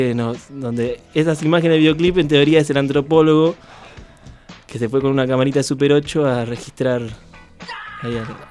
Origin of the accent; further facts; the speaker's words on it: Bariloche, Río Negro, Argentina; Criarse así en Bariloche, nosotros además nos criamos como en Villa Los Coihues, Lago Gutiérrez sería, un barrio medio alejado del centro.